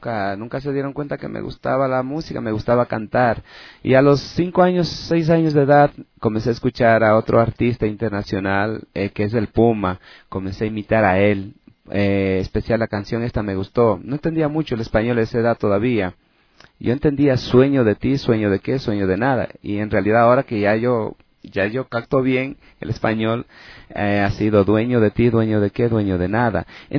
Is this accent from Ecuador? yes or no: yes; Ecuador; moved away; como cada ecuatoriano o cada, o sea, va fuera del país